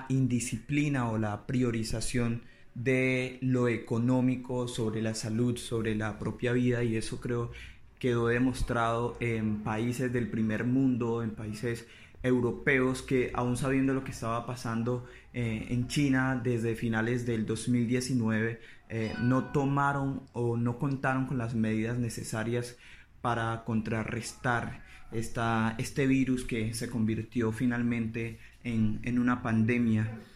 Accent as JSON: {"language": "Spanish", "country": "Colombia", "said": "como colombianos somos una sociedad carente de disciplina"}